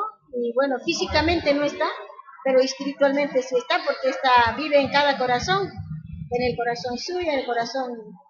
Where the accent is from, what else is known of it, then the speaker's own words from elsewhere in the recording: Uruguay; Yo soy, no voy a decir que soy uruguaya, pero parte de mi vida, yo vine muy jovencita. Entonces me crié acá, ¿no?